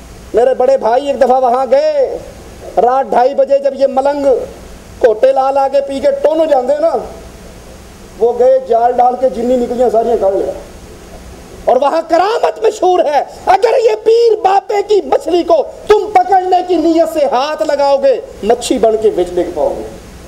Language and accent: Urdu; Multan, Punjab, Pakistan; میں ملتان کا رہنے والا ہوں, اپنی آنکھوں کا منظر آپ کو سناتا ہوں